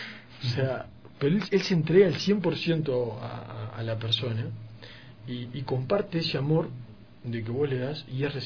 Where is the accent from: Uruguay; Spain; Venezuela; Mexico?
Uruguay; yo como uruguayo tomo mate